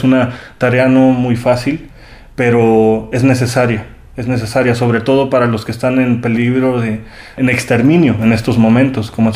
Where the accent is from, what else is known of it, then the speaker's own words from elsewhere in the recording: Mexico; son imágenes muy exóticas para nosotros como mexicanos.